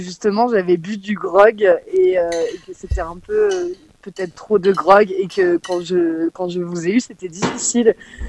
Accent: France; le rapport qualité-cuite n'est pas le même que chez nous en France

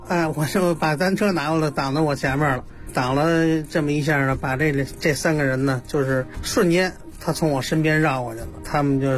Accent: Xihongmen, Beijing, China; 我是呢土生土长的西红门的本地人

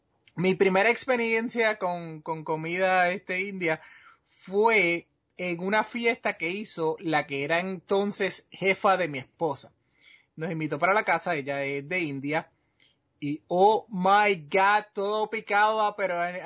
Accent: Puerto Rico; yo soy boricua, yo como mucho arroz

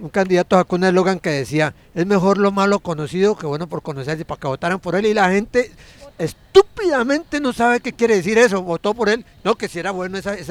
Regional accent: Cali, Valle del Cauca, Colombia; es que yo soy caleño, pero es que me duele ver a mi ciudad como está, me duele ver a Colombia como está

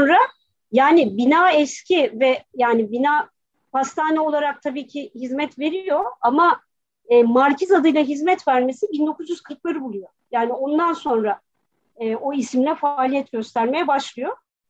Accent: Kastamonu, Turkey; now in Istanbul, Turkey; Ya valla biz ailece Kastamonu muyuz

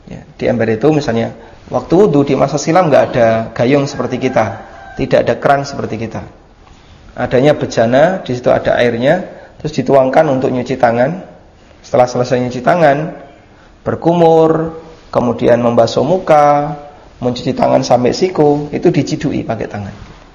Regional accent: Lamongan, East Java, Indonesia; Di kampung saya masih pakai seperti ini, kampung asli Lamongan ya.

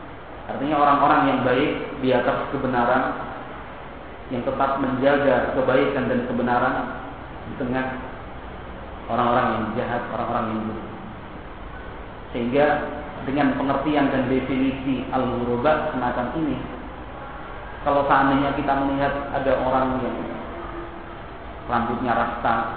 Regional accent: Surakarta, Central Java, Indonesia; kalau kita orang Solo bilangnya kan kemproh ya

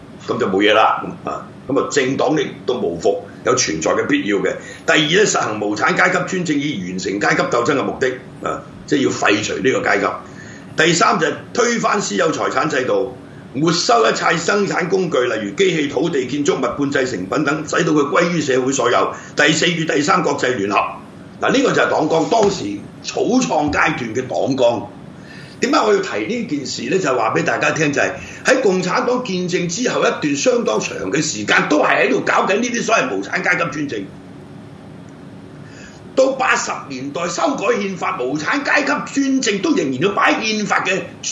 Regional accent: Guangdong, China; 即係我哋廣東人啦，係咪

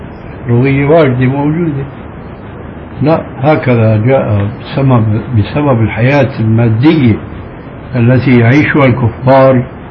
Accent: Syria; نحن عندنا في الشام المشكلة قائمة، ربما مثلكم أو أكثر منكم

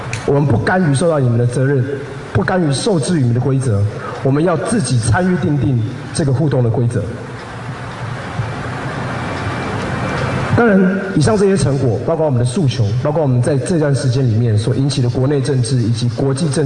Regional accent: Taiwan; 也让我们台湾人自己知道，过去几年来，甚至过去400年来

